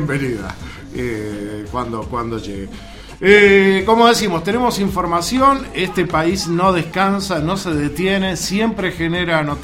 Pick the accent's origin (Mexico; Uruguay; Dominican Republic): Uruguay; uno esté donde esté, ya el solo presentarse como uruguayo se le hace muy fácil todo